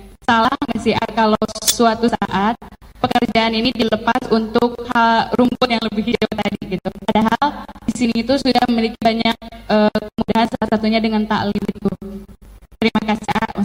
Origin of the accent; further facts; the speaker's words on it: Bandung, West Java, Indonesia; now in Jakarta, Indonesia; Saya itu berasal dari Bandung, sering kereta juga, tapi udah lama di Jakarta.